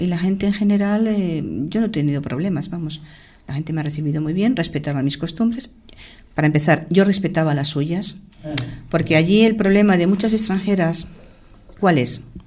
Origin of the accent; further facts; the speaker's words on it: Madrid, Community of Madrid, Spain; moved away; De vivir Madrid capital a irme a un pueblo pequeñito. Unas costumbres distintas, un idioma distinto, una forma de pensar distinta